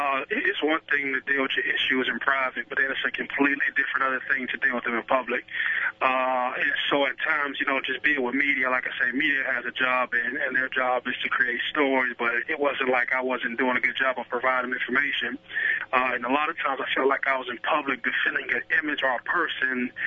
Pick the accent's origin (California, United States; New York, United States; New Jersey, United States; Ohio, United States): Ohio, United States; Youngstown; You know, just a young guy. I come from Youngstown, Ohio.